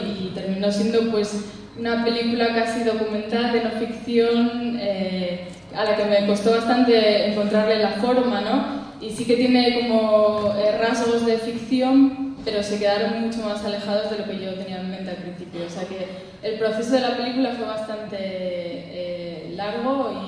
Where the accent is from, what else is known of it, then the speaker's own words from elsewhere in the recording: Asturias, Spain; Sobre todo cuando yo crecí en la cuenca, pues recuerdo muchas huelgas, el movimiento obrero era muy grande